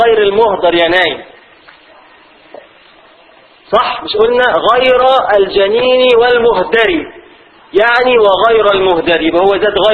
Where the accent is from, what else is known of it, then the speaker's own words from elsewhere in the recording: Egypt; دي بتاعتنا احنا مصرية